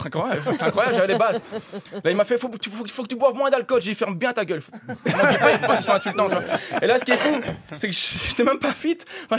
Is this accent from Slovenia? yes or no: no; Belgium; je viens de Belgique